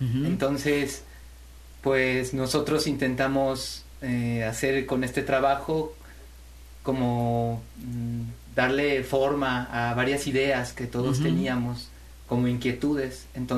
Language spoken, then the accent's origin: Spanish; Xalapa, Veracruz, Mexico; Solamente 2 compañeros somos de Jalapa.